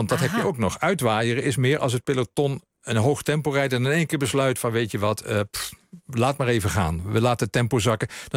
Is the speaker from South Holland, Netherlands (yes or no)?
no; Limburg, Netherlands; Ik ben opgegroeid in Limburg, vlakbij de grens. En ik heb Duits laten vallen op school, omdat ik het idee had, ja, ik spreek Duits